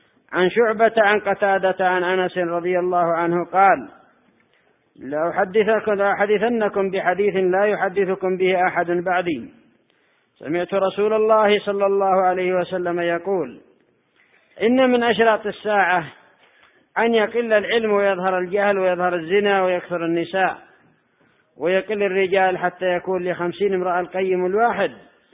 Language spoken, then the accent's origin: Arabic; Yemen; عندنا في اليمن القتل في الآونة الأخيرة حدث ولا حرج